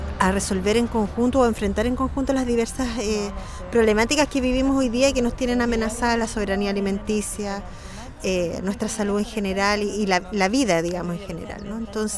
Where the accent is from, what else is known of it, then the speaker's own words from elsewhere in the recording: Santiago, Santiago Metropolitan Region, Chile; vengo de Santiago, de la comuna de Peñalolén